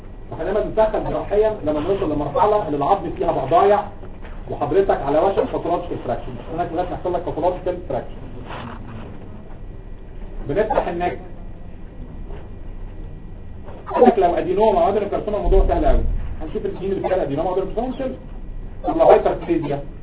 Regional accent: Egypt; عندنا في مصر

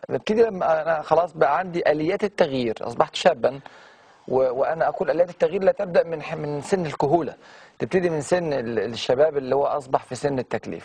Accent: Egypt; وبدأ يصنع الآلات بالإمكانيات اللي عندنا في مصر هنا وفي هذه الظروف اللي احنا عايشينها

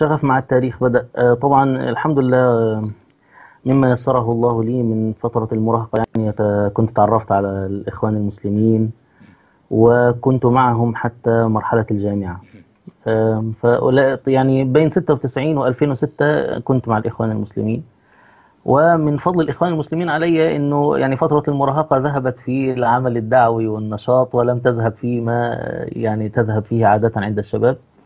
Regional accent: Egypt

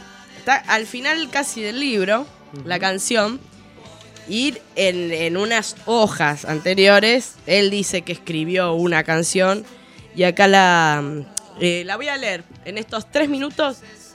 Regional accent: Argentina; Queremos ser una nación argentina porque somos argentinos

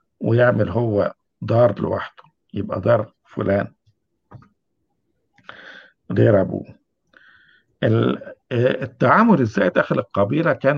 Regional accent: Egypt; يعني عندنا في مصر دلوقتي

